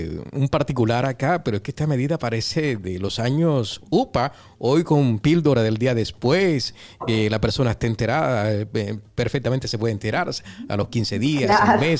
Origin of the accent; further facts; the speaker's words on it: Colombia; claro que es nuestra sella de identidad como colombiano